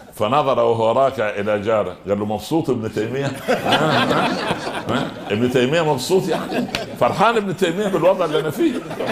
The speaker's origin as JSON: {"language": "Arabic", "country": "Egypt", "said": "عندنا في مصر اللي يعرفه في بلد على شمال القاهرة شمال الشرق"}